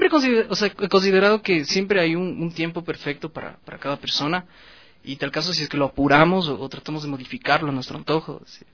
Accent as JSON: {"language": "Spanish", "town": "Quito", "region": "Pichincha", "country": "Ecuador", "tie": "born or raised there", "said": "yo como quiteño nato, creo, nos gusta la tristeza o la melancolía"}